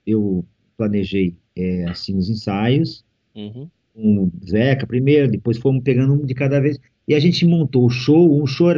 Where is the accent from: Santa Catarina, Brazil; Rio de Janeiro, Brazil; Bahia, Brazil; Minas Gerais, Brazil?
Santa Catarina, Brazil; Curitibanos; Sou de Curitibanos